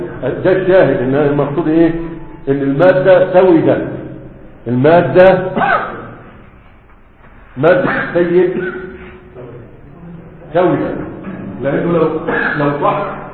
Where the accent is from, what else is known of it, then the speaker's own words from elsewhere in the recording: Egypt; دي مشروع عندنا في مصر أكثر من هذا